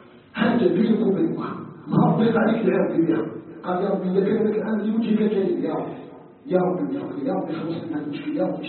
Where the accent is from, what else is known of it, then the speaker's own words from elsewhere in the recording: Algeria; أن يجعل بلدنا الجزائر بلداً آمناً مطمئناً